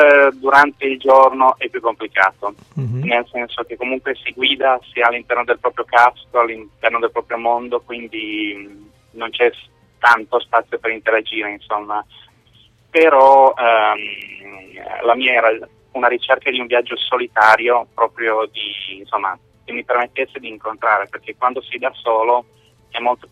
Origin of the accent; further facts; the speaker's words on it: Cuneo, Piedmont, Italy; now in Norway; io sono di Cuneo, sono fatto sud Francia, nord Spagna, Portogallo, di nuovo Spagna, Francia, Irlanda, Inghilterra e poi adesso sono in Norvegia.